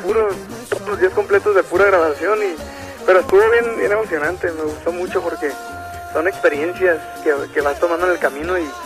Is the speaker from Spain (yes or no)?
no; Tijuana, Baja California, Mexico; also born or lived in Los Angeles, United States / Mexicali; No, yo he nacido en Los Ángeles, California, pero me creí aquí en Tijuana. Y de hecho también, 16 años en Mexicali, pero no, nací en Los Ángeles.